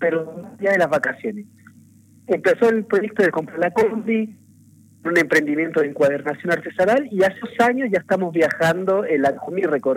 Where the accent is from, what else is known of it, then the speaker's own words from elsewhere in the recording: Santiago, Santiago Metropolitan Region, Chile; moved away as an adult; now in Argentina; Yo soy de Santiago, Chile